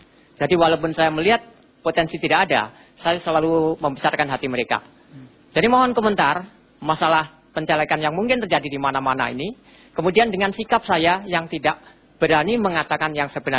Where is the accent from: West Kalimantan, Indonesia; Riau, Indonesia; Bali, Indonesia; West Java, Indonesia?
Bali, Indonesia; saya dari Bali.